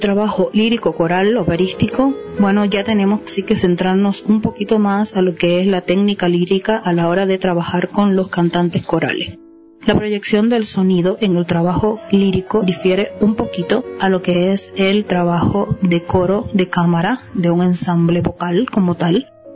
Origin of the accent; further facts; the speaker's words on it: Cuba; el gran movimiento coral que existe en mi país. Yo, en Cuba hay un gran desarrollo coral